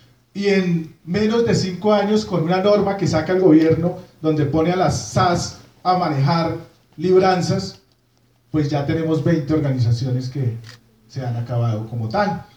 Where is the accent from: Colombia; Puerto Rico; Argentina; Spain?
Colombia; como colombianos estamos siempre a mirar la ley